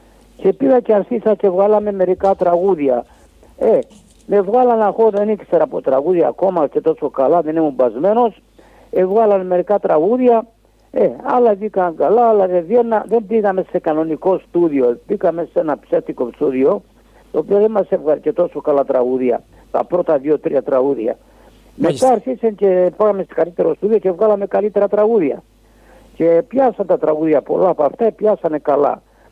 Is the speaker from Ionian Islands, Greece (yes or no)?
no; Malona, South Aegean, Greece; born there; also born or lived in Rhodes; Το χωριό Μαλώνα, Ρόδος.